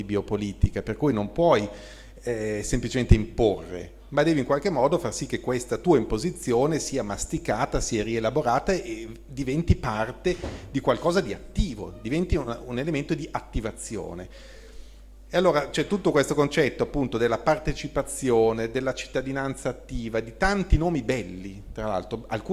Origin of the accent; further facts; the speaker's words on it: Bologna, Emilia-Romagna, Italy; poi lo dico da bolognese, quindi veramente stalinismo peso